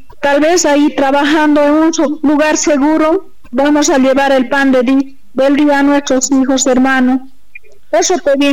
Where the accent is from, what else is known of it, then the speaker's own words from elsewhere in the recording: Bolivia; Nosotros también somos bolivianos, tenemos derecho a trabajar.